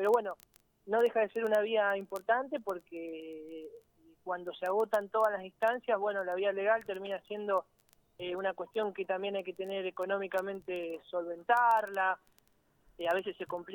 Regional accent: Capitán Bermúdez, Santa Fe, Argentina; born there; Yo nací en Capitán Bermúdez, y es una ciudad

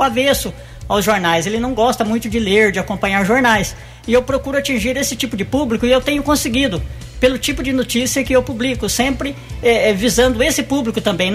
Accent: Mococa, São Paulo, Brazil; also born or lived in São João da Boa Vista; Eu sou natural de Mococa, minha família toda é de Mococa, mas morei mais de 20 anos em São João da Boa Vista.

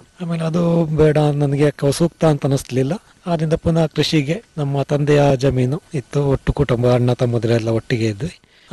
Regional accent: Somwarpet, Karnataka, India; ಮೂಲತಃ ಕೃಷಿ ಕುಟುಂಬದಿಂದನೇ ಬಂದಿರೋದು. ನಮ್ಮ ತಂದೆ ತಾಯಿ ಎಲ್ಲ ಕೃಷಿಕರೇ. ನನ್ನ ವಿದ್ಯಾಭ್ಯಾಸ ಸೋಮವಾರಪೇಟೆಯಲ್ಲೇ ಆಯಿತು, ಪ್ರಾಥಮಿಕ ಮತ್ತು ಪ್ರೌಢ ವಿದ್ಯಾಭ್ಯಾಸ.

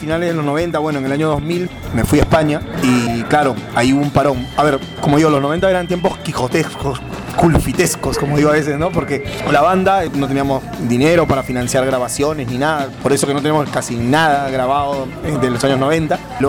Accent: Breña, Lima, Peru; born there; nosotros nacimos en Breña primero, empezamos ensayando en Breña

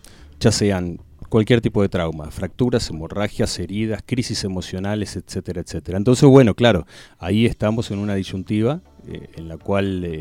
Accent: Capilla del Monte, Córdoba, Argentina; cerrarlo en Capilla del Monte. Mi pueblo, mi cuartel, ¿no?

